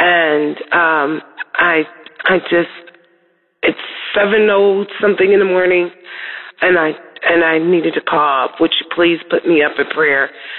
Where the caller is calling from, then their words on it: Camino Island, United States; I'm calling from Camino Island.